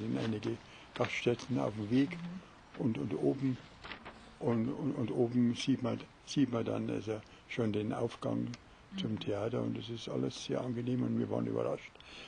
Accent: Munich, Bavaria, Germany; Also wir waren als Münchner schon echte Exoten.

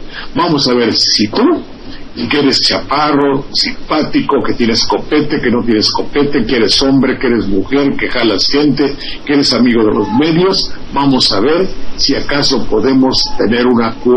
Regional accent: Mexico; Somos de este país, somos mexicanos.

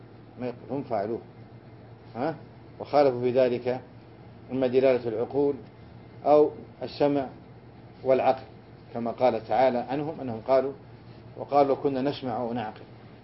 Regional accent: Riyadh, Riyadh Province, Saudi Arabia; أنا كنت صغير وولدت في الرياض، كنا ندور حول الرياض بالدراجة بساعة واحدة وساعتين،

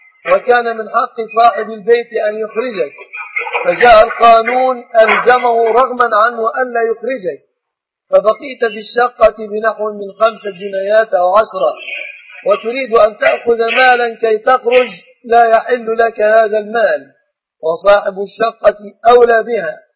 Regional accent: Egypt; وأسأل الله أن يحفظ بلادنا مصر وسائر بلاد المسلمين من كل مكروه ومن كل سوء

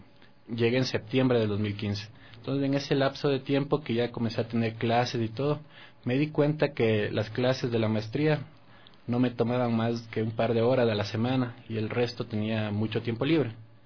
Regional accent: Quito, Pichincha, Ecuador; Yo soy de aquí, de Quito, y cuando estudié en el colegio estuve en el Gonzaga, cuando funcionaba por la tarde en La Mañosca, donde es el San Gabriel.

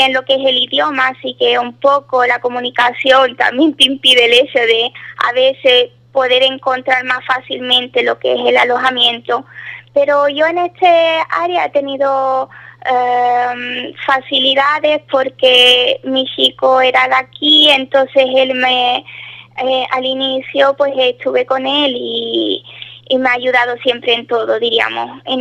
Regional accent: Ubrique, Andalusia, Spain; accent: Andalusian; Pero mi acento andaluz no me lo quita nadie. Y más orgullosa que estoy yo de mi tierra, no hay nadie, diríamos.

